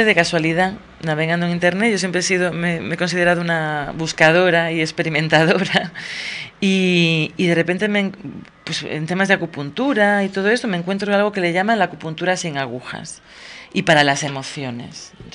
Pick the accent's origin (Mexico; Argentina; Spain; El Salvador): Spain; Galicia; now in Tenerife, Spain; Como dicen en mi tierra, que yo soy gallega, aunque llevo 14 años en Tenerife.